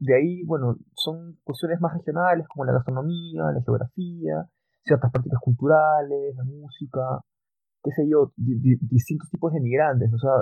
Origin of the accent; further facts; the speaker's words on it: Peru; now in Chile; lo digo yo como peruano que vive en Chile